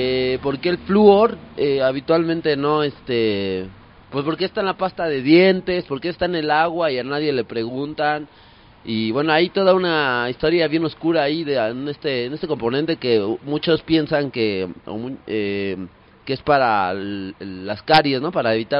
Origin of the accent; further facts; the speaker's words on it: Mexico City, Mexico; pues yo soy acá del DF.